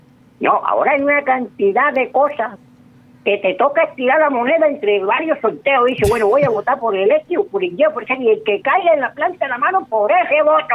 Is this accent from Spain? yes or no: no; Córdoba, Colombia; yo soy de origen turco. Yo voy así como que en la parte esa entre lo turco y lo del Sinú. Pues, orgullosamente aquí el Sinú